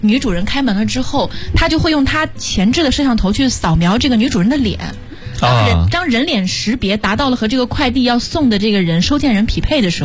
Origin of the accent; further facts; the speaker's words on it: Urumqi, Xinjiang, China; 我是乌鲁木齐人。